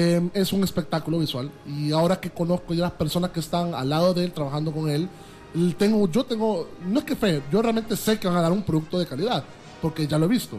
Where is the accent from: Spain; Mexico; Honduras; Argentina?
Honduras; pues uno como hondureño